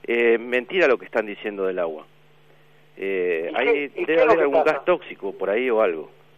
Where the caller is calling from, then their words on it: Berazategui, Buenos Aires Province, Argentina; de Berazategui.